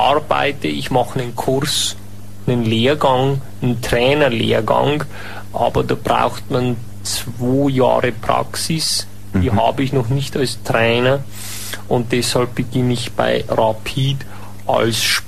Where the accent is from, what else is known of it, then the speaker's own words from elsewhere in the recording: Germany; now in Austria; der mich vorher vielleicht skeptisch als Piefke gesehen hat